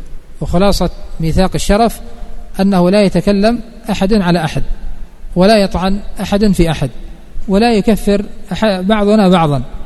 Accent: Yemen; فلا يخفى ما حصل قبل 94 عندنا في اليمن،

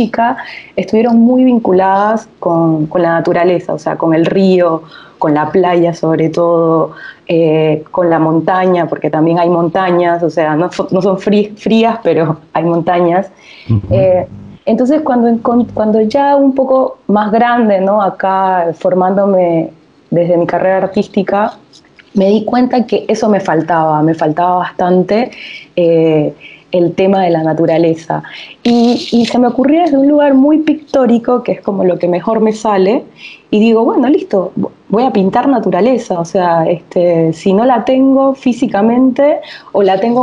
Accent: Panama City, Panamá, Panama; yo nací en Panamá capital, o sea, nací en una ciudad, no nací en un pueblo. Pero Panamá capital, por ejemplo, tiene el mar, o sea, yo podía ver el mar en 5 minutos, podía ver el mar, estaba muy cerca del mar, donde crecí.

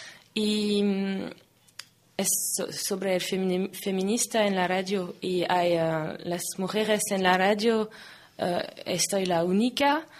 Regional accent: Irun, Basque Country, Spain; nosotras somos de Irún y allí somos parte de una asociación feminista que se llama Bilgune Feminista.

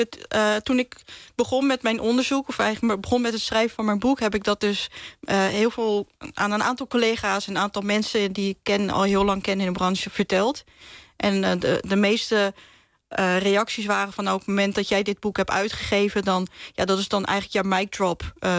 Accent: Rotterdam, South Holland, Netherlands; now in Drenthe, Netherlands; Want ik kom uit Drenthe. Tenminste, ik woon in Drenthe. Ik kom oorspronkelijk uit Rotterdam, maar ik woon nu in Drenthe.

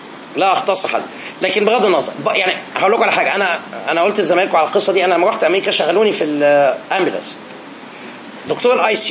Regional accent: Egypt; moved away as an adult; now in New York, United States; عشان جاي من مصر نفسي صعبت عليا بجد.

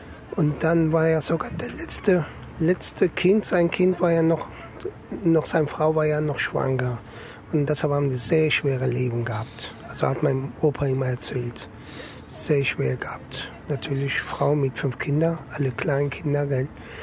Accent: Elazığ, Elazığ Province, Turkey; born there; German is a second language; moved away; dann weiter fahre ich mal zu meinem Geburtsland, zu meinem Land. Das ist in Elazığ.

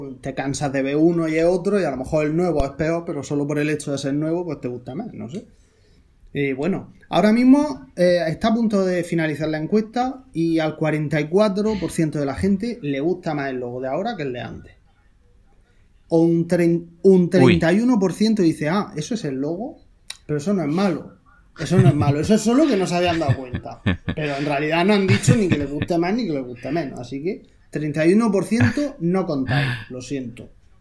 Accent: Murcia, Region of Murcia, Spain; yo soy de Murcia y no le tengo un cariño especial a Murcia.

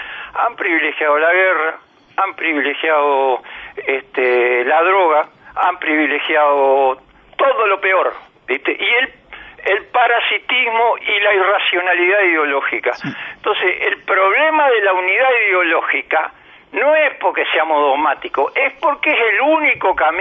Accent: Uruguay; los uruguayos somos muy futboleros

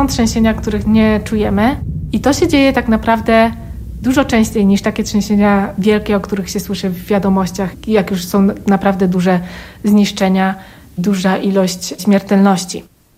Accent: Oświęcim, Lesser Poland, Poland; born there; Jestem urodzona w Oświęcimiu.

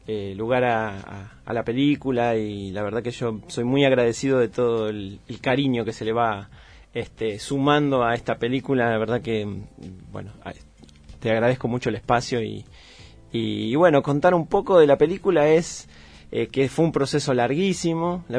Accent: La Plata, Buenos Aires Province, Argentina; born there; now in Andalgalá, Argentina; Yo nací en la ciudad de La Plata y me vengo para Andalgalá desde el 2003, 2004 ya me instalo.

